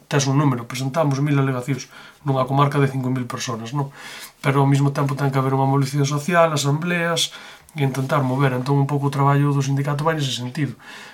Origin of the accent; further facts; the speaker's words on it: A Pontenova, Galicia, Spain; Bueno, eu veño do Concello de Pontenova.